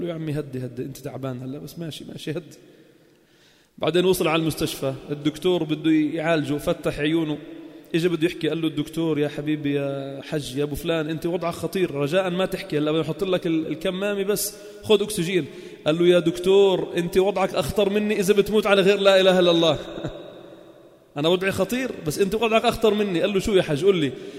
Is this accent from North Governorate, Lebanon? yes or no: no; Sidon, South Governorate, Lebanon; حدثوني فيها كبار السن عندنا بصيدا